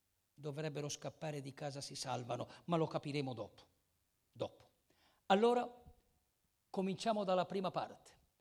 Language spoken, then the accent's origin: Italian; Lecco, Lombardy, Italy; Io vengo da lontano, vengo da Lecco.